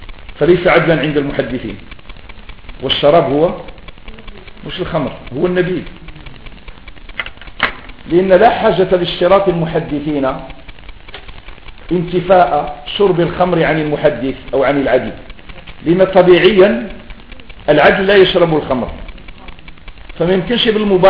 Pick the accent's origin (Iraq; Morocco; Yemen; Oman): Morocco; هذه كلمة ما تستخدم عندنا في المغرب